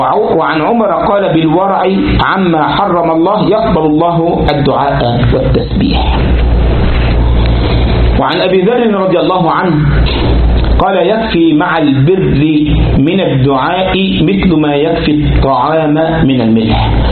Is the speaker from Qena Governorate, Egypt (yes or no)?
no; Sharqia Governorate, Egypt; مره كنت في عندنا في مصر في منطقه اسمها الشرقيه، يعني قال بلد يعني محافظه من المحافظات